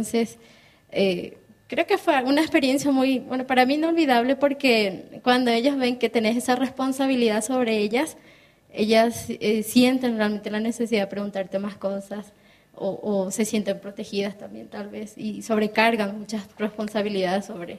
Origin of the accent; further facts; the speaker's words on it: Paraguay; moved away; Bueno, yo vine de Paraguay por motivos de estudio.